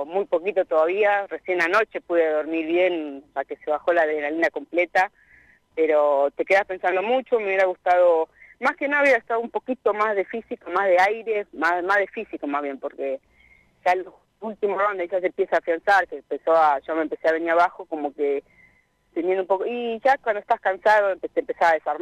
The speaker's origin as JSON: {"language": "Spanish", "town": "Anguil", "region": "La Pampa", "country": "Argentina", "tie": "born or raised there", "said": "hacer un festival en Anguil para que vaya la gente y para, por supuesto, pelear en mi pueblo."}